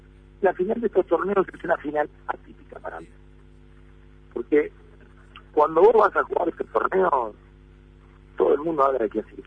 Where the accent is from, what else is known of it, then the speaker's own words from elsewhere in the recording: Argentina; Y que somos de ahí, y que somos de Argentina